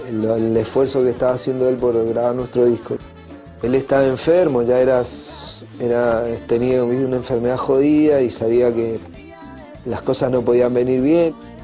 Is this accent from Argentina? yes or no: yes; Mendoza, Argentina; now in Buenos Aires, Argentina; esa cuestión nos trajo a Buenos Aires, sabiendo de que íbamos a seguir siendo mendocinos y no nos íbamos a dejar cambiar tan fácil.